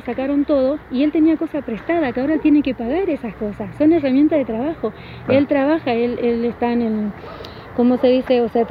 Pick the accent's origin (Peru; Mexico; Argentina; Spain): Argentina; Somos argentinos, vivimos en Argentina, merecemos una tierra.